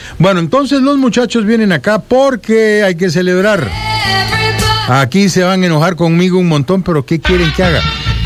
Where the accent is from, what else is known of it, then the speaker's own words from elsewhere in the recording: El Salvador; born there; soy salvadoreño, sí, por nacimiento, por decreto